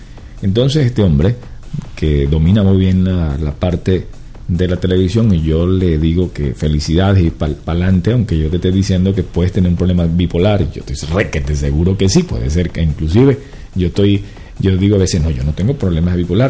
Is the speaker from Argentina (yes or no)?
no; Venezuela; que yo que soy venezolano tengo que pararlo para respirar